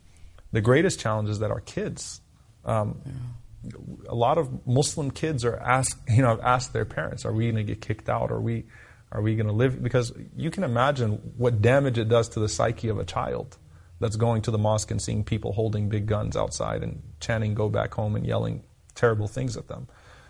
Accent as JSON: {"language": "English", "country": "United States", "said": "I'm an American. I don't have another passport."}